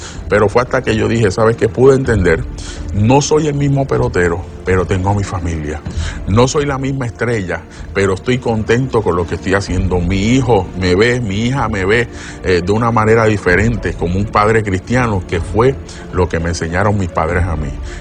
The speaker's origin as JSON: {"language": "Spanish", "town": "San Juan", "country": "Puerto Rico", "tie": "born there", "said": "Nací aquí en San Juan, Puerto Rico"}